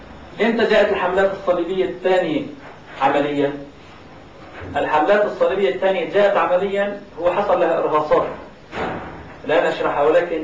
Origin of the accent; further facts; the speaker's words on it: Aleppo, Aleppo Governorate, Syria; حتى عندنا في حلب